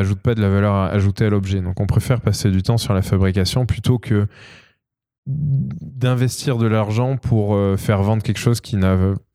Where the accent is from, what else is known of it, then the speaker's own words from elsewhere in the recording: Pont-du-Château, Auvergne-Rhône-Alpes, France; born there; la ville dans laquelle je suis né, qui est Pont-du-Château à côté de Clermont-Ferrand. Alors voilà, moi je suis né à Pont-du-Château